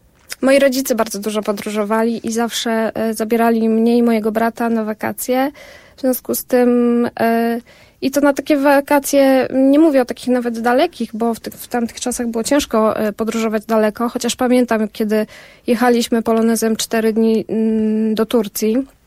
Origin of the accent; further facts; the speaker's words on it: Zakopane, Lesser Poland, Poland; ja pochodzę z Zakopanego, małej miejscowości